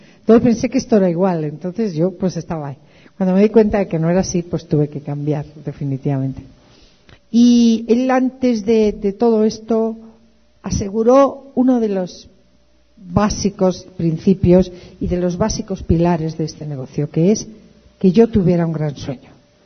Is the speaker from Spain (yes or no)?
yes; Santander, Cantabria, Spain; Yo tenía muchas ganas de regresar a mi tierra. Yo soy de Santander, del norte de España. Tenía muchas ganas de regresar a mi tierra